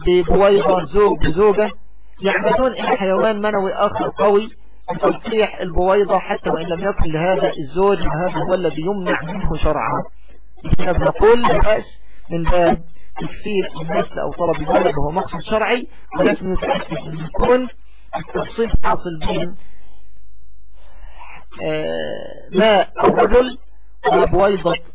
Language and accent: Arabic; Egypt; يعني بالتوقيت الصيف عندنا في مصر